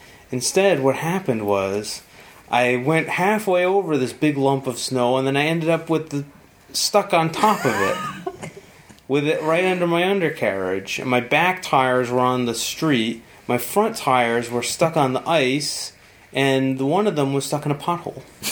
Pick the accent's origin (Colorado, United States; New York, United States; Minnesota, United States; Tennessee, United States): Colorado, United States; Growing up in Colorado, I'd rather run in snow than rain.